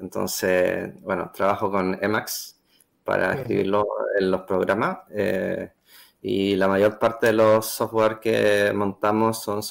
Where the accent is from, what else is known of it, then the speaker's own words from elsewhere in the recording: Santiago, Santiago Metropolitan, Chile; Yo soy de Chile, Santiago. Trabajo en el Centro Sismológico.